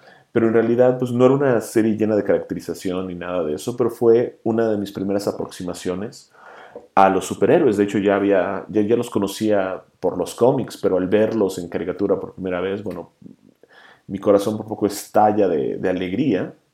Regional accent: Cancún, Quintana Roo, Mexico; Y yo que crecí y viví en Cancún por muchos años, ya estaba como que un poco harto de la playa y del mar.

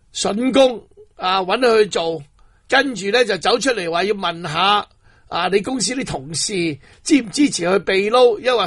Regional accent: Hong Kong; 咁我哋香港人大镬喎，喂，俾呢班人真系管香港喎，咁点算呢？

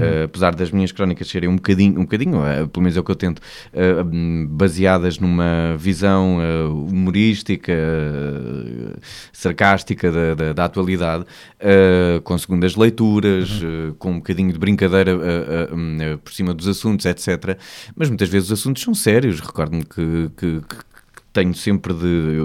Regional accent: Beja, Alentejo, Portugal; Sou alentejano e sou de Beja, porque o Alentejo é muito grande, é um terço do país.

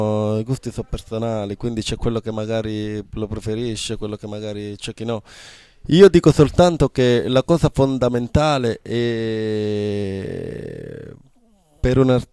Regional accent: Calabria, Italy; La brutta realtà, diciamo, della nostra Calabria

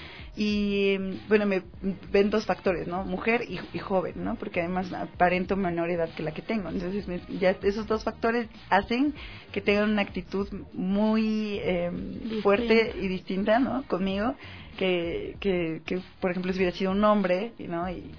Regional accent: Mexico; Plática es igual a conversar, que yo soy mexicana y ya decimos platicar en lugar de conversa.

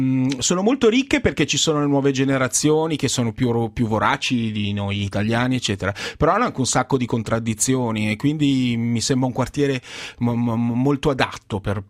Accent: Milan, Lombardy, Italy; io sono cresciuto a 100 metri da questi studios, sono cresciuto in Piazzale Lotto

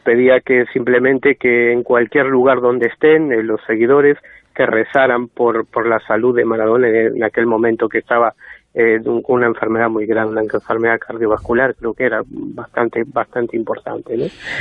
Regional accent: Argentina; Sí, de los pocos argentinos.

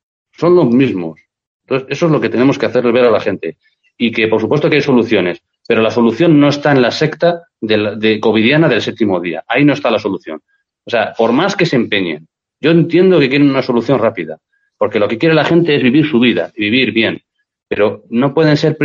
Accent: Spain; Ante todo soy español y soy católico, soy cristiano más que nada.

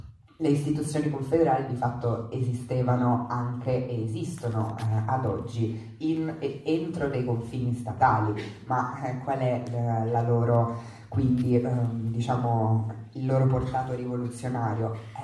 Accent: Rome, Lazio, Italy; io so di Roma

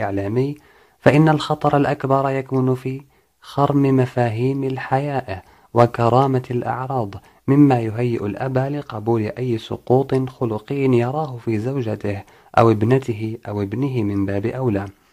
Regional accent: Morocco; يكفي أن نشير إلى ما نملك كمغاربة توجيهه لو حسنت النيات، ألا وهو الإعلام الوطني

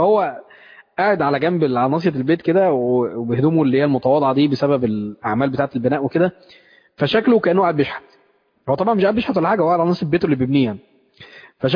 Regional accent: Mansoura, Dakahlia, Egypt; يعني عن واحد من المشايخ عندنا في المنصورة

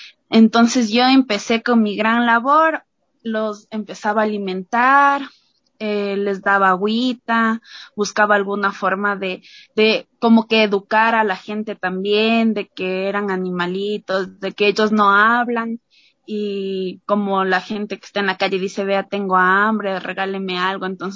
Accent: Quito, Pichincha, Ecuador; soy de la ciudad de Quito

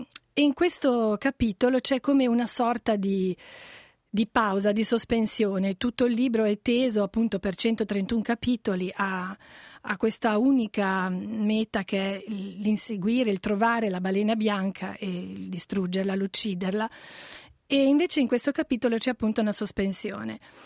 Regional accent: Liguria, Italy; io appunto sono ligure, un po' anche di conterraneità gioca

